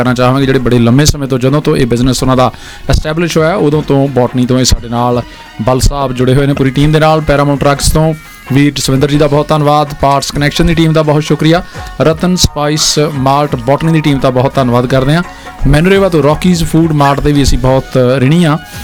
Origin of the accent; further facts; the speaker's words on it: Hoshiarpur, Punjab, India; now in New Zealand; ਮੇਰਾ ਜਨਮ ਮਾਲਪੁਰ ਦਾ ਹੈ ਜੀ, ਜੰਪਲ ਮੈਂ ਹੁਸ਼ਿਆਰਪੁਰ ਦਾ, ਫੁੱਟਬਾਲ ਦੀ ਧਰਤੀ ਨਾਲ ਜੁੜਿਆ